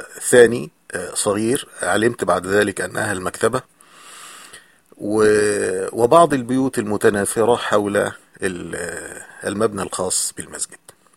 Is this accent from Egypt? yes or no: yes; Egypt; مسجد مثل المساجد المعروفة عندنا في مصر